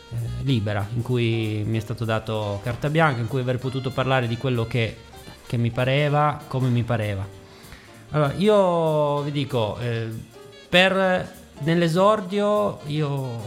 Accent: Turin, Piedmont, Italy; born there; now in Ivrea, Italy; sono nato a Torino, abito Ivrea da alcuni anni

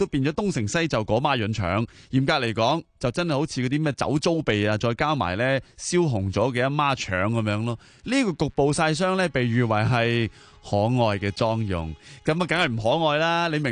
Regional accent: China; 又引证咗我哋中国人嗰句说话

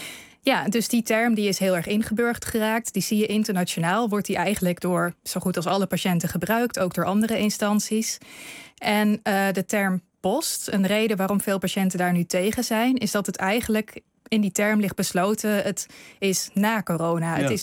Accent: Netherlands; hoe wij als Nederlanders de term zouden interpreteren als je hem hoort.

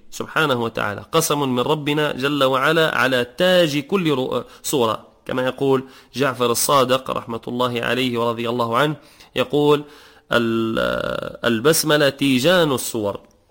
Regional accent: Tunisia; وكذلك بعض الناس يعثر يقول كما عندنا في تونس يقول العزاف الشيطان

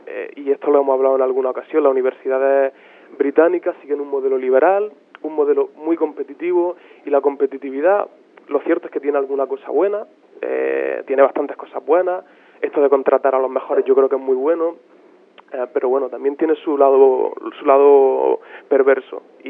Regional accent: Spain; A mí, sinceramente, no me gustaría ver en España, en mi país, tantas desigualdades entre universidades

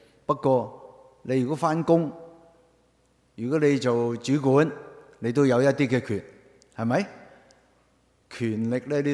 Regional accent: Hong Kong; 我係嚟自香港嘅

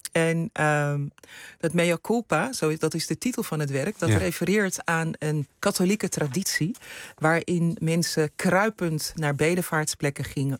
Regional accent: Netherlands; als mensen zeggen waar kom je vandaan, dan zeg ik kom uit Nederland.

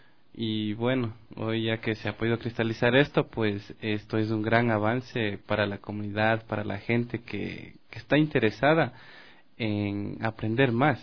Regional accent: Rumiñahui, Pichincha, Ecuador; also born or lived in Quito; No, nací aquí en Quito por circunstancias de la vida, como saben decir. Pero he vivido en el cantón Rumiñahui toda mi...

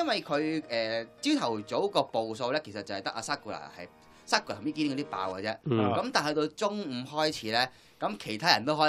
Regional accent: Hong Kong; 那见到我是香港来的

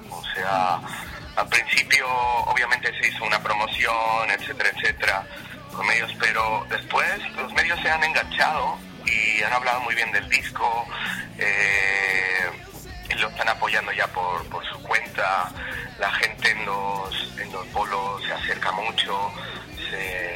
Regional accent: Mexico City, Mexico; moved away; Sí, yo vengo de la Ciudad de México y ya tengo por acá 11 años.

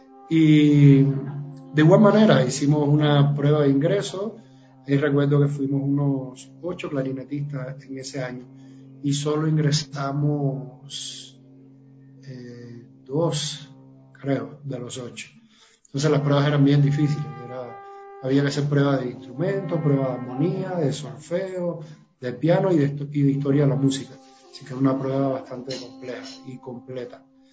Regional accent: Matanzas, Cuba; Yo soy cubano y bueno, 10 años vivo aquí en Cuba, pero bueno, comencé mis estudios a los 10 años en la Escuela de Artes de la provincia donde yo

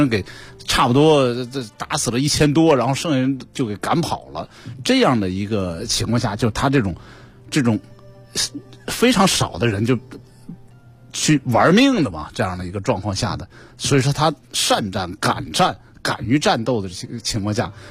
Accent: Qinhuangdao, Hebei, China; 现在在长城沿线还有些地方，你像比如我老家秦皇岛啊，秦皇岛海港区的这个程子峪那个山上呢

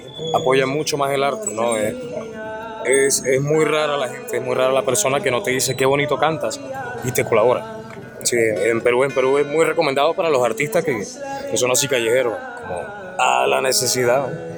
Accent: Bogotá, Colombia; also born or lived in Venezuela; un apodo que ya mucha gente ya me conoce de ahí. Yo soy nacido en Venezuela, soy criado en Bogotá. Hace ya unos 3-4 años, más o menos.

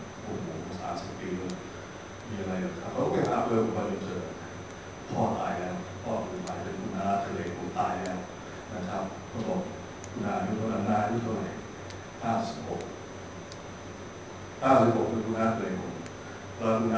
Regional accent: Chiang Mai, Thailand; moved away as an adult; now in Bangkok, Thailand; ผมก็เป็นคนเชียงใหม่แต่ผมก็อยู่เชียงใหม่เ ข้ามาอยู่กรุงเทพเข้ามาเรียนศิลปากร

